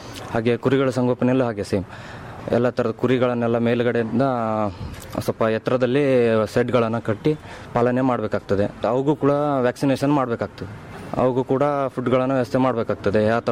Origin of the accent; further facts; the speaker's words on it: Indur, Karnataka, India; ನಮ್ಮೂರು ಈ ಮುಂಡಗೋಡು ಹತ್ರ ಹಳ್ಳಿ ಇಂದೂರು.